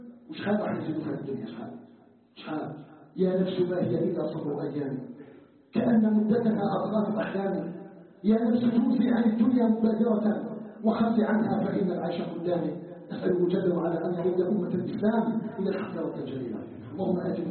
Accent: Algeria; ان يجعل بلدنا الجزائر بلدا امنا مطمئنا

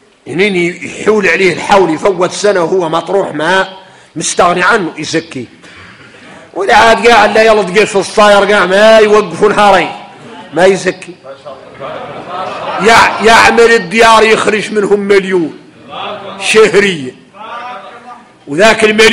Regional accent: Mauritania; احنا موريتاني

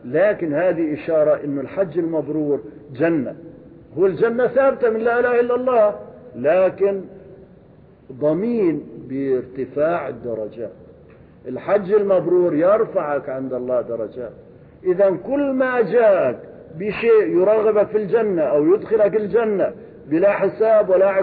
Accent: Syria; now in Kuwait; كان جاءني في قريتي في سوريا، شيخ كبير يأتي هنا يتردد على الكويت، وزارني في قريتي هناك

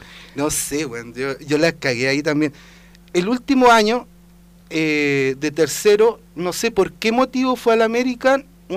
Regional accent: Santiago, Santiago Metropolitan Region, Chile; also born or lived in Iquique; cuando yo me fui de Santiago a estudiar Derecho en Iquique, ya que fue como el año 93, tuve 3 años y medio desaparecido de la ciudad de Santiago.

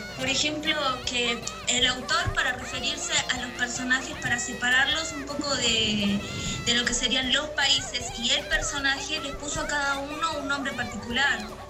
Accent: Argentina; yo no sabía que había, por ejemplo, en mi país. En Buenos Aires se realizó uno en la zona de Capital

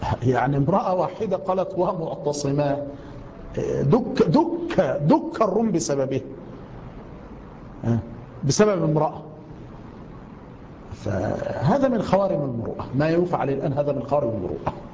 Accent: Egypt; السفهاء عندنا في مصر

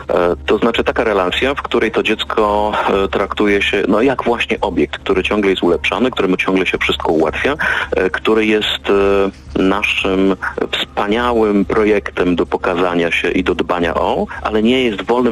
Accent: Silesian Voivodeship, Poland; Ja pochodzę ze Śląska i tutaj jest taka bardzo dobra tradycja

